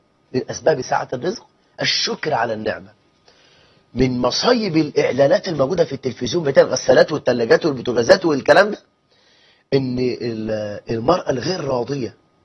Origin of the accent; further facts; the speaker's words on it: Egypt; ده إحنا عندنا في مصر 9 مليون امرأة مطلقة، و9 مليون بنت لم تتزوج